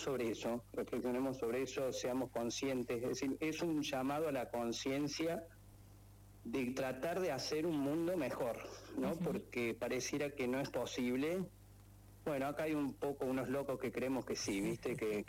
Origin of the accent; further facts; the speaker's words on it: Córdoba, Argentina; yo soy cordobés, soy egresado de la Universidad Nacional de Córdoba